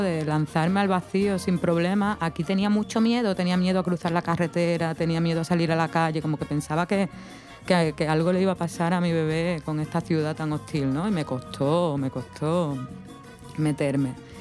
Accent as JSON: {"language": "Spanish", "town": "Cádiz", "region": "Andalusia", "country": "Spain", "also_born_or_lived": "Cuba", "lives_now": "Ecuador", "said": "yo en España soy de Cádiz, ¿no?, que es el sur de España, que es donde peor se habla el español, o donde mejor, según quien lo diga, ¿no?, pero donde se habla un español un poco bastardo."}